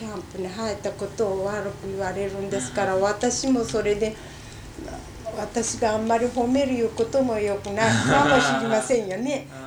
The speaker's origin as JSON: {"language": "Japanese", "town": "Mita", "region": "Hiroshima", "country": "Japan", "tie": "born there", "said": "私は生まれは広島高田郡でしてね、三田村いうところですけれどがね、今度はあの嫁いできましたところが朝郡の深川村です。"}